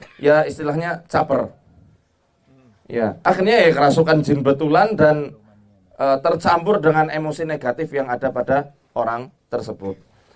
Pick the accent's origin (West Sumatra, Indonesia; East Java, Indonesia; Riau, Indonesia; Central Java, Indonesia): Central Java, Indonesia; Banyumas; di daerah saya di Banyumas itu, kalau antum pernah ke daerah Banyumas